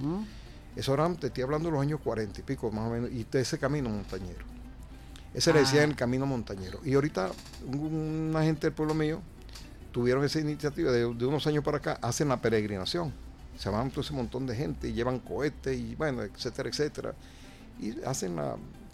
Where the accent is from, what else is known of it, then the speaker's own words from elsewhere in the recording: Valle de San Juan, Nueva Esparta, Venezuela; Valle de San Juan, que es, es prácticamente el ícono del pueblo mío, del Valle de San Juan, municipio Díaz